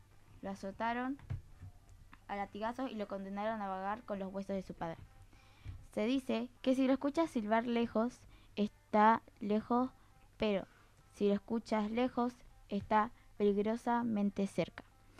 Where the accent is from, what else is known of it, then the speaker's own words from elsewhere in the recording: Venezuela; No, porque era de mi país, yo vengo de Venezuela